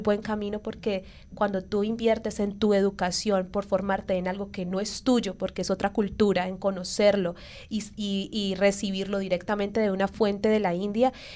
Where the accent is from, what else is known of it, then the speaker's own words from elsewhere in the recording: Cali, Valle del Cauca, Colombia; yo soy de Colombia y mi ciudad es Cali, entonces es mi estilo caleño, es muy diferente al cubano.